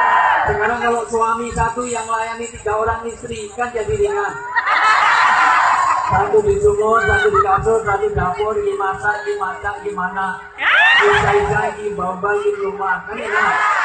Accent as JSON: {"language": "Indonesian", "region": "Java", "country": "Indonesia", "said": "Saya orang Jawa."}